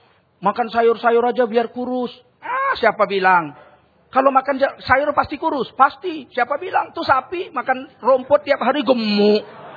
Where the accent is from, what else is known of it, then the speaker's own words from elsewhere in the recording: North Sumatra, Indonesia; Jadi kalau kami orang Sumatera Utara, kalau istrinya gemuk, berarti suaminya baik.